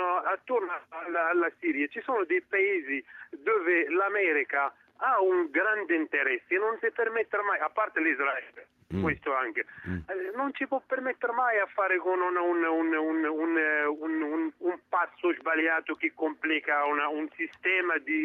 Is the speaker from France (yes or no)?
no; Morocco; No, sono del Marocco.